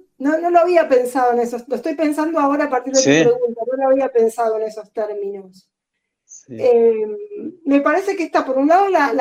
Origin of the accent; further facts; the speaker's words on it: Buenos Aires, Argentina; Yo me crié en Villa del Parque.